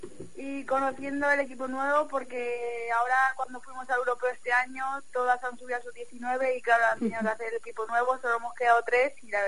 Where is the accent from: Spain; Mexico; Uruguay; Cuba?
Spain; Region of Murcia; moved away as an adult; volver a mi tierra está muy complicado. ¿Sí? Yo ahora mismo estoy con la Comunidad Valenciana